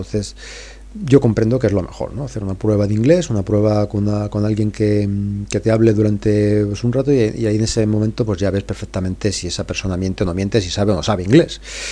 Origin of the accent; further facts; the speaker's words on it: Madrid, Community of Madrid, Spain; Le dije que no, que era de Madrid